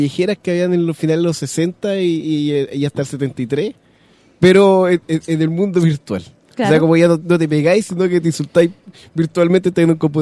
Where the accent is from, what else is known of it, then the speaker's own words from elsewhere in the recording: Chuquicamata, Antofagasta, Chile; now in Santiago, Chile; Yo soy de Chuquicamata.